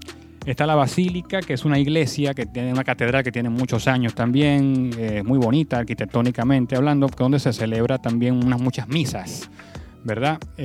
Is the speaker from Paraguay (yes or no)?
no; Maracaibo, Zulia, Venezuela; born there; a el estado Zulia, de donde yo nací, en la ciudad de Maracaibo, que es la segunda ciudad de Venezuela